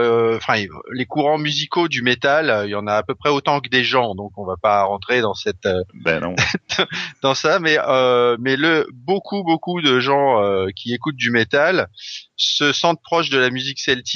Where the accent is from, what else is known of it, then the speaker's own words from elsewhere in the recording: Brittany, France; d'autant plus que j'ai grandi en Bretagne une partie de ma jeunesse.